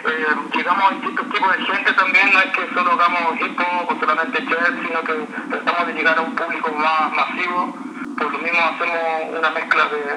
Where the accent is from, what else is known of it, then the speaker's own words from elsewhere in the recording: Rancagua, O'Higgins, Chile; now in Heidelberg, Germany; Soy de Chile. Chile es como a una hora sur de Santiago de Chile, Rancagua.